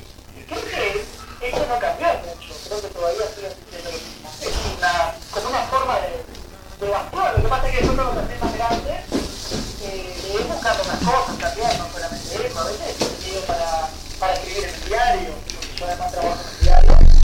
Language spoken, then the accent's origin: Spanish; Canelones, Uruguay; born there; also born or lived in Santa Lucía; Nací en Canelones, viví un tiempo en Santa Lucía, ahí cerca del paseo, porque ahí en la parte como atrás del paseo, digamos, en un barrio de Santa Lucía, en la calle Borges. Y después no, vivo en Canelones, ahora vivo en Canelones.